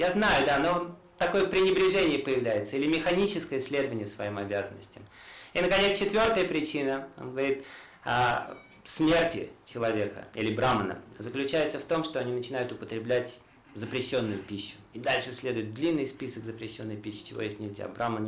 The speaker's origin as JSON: {"language": "Russian", "region": "Tashkent", "country": "Uzbekistan", "said": "Я из Ташкента сам там."}